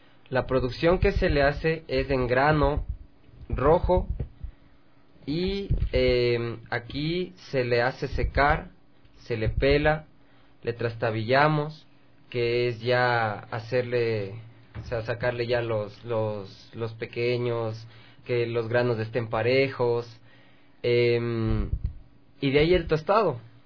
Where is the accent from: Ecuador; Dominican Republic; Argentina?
Ecuador; Quito, Pichincha; born there; Claro, o sea, yo nací aquí en Quito. Por parte de mi papá, mi familia es lojana.